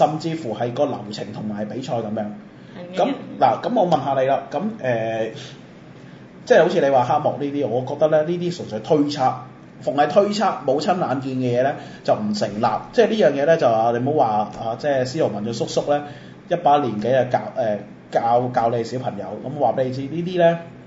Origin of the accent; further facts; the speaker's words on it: Macau; 我係澳門人，我一定咧要企喺我哋澳門嘅立場嚟講。